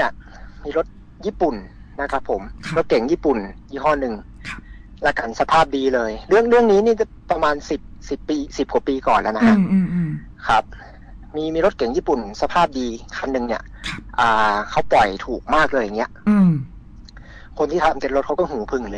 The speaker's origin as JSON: {"language": "Thai", "region": "Northern Thailand", "country": "Thailand", "said": "ใช่ครับโอ้อย่างผมคนเหนือนี่พี่ไม่ต้องพูดถึงครับขาขึ้นฮะไม่กระดิก"}